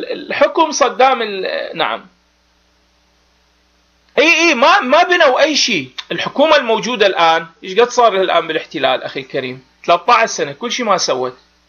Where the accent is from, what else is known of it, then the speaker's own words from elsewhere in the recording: Iraq; هذا احنا عراقيين ونعرف هذه المسائل